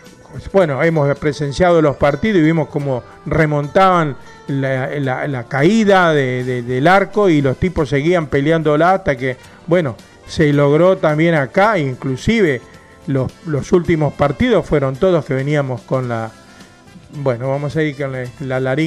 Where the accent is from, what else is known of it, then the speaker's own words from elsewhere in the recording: Quilmes, Buenos Aires Province, Argentina; los que somos de acá de Quilmes